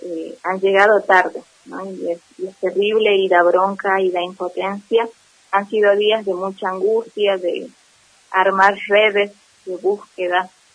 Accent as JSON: {"language": "Spanish", "town": "Abra Pampa", "region": "Jujuy", "country": "Argentina", "lives_now": "San Salvador de Jujuy, Argentina", "said": "Así es. Bueno, yo soy de Abrapampa, actualmente resido en San Salvador"}